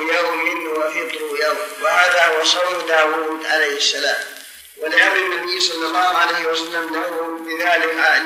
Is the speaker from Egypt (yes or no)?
no; Riyadh, Riyadh Province, Saudi Arabia; المعلمين الآن ما لهم ضابط خاص عندنا في الرياض ما لهم ضابط